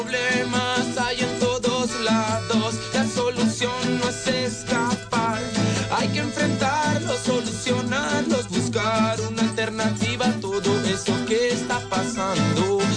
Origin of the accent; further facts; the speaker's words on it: Caracas, Capital District, Venezuela; el sentir de lo que somos, así nuestra tierra, como caraqueños.